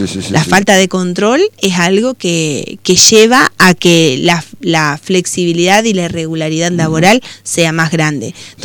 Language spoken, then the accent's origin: Spanish; Concordia, Entre Ríos, Argentina; Somos todos argentinos, concordienses.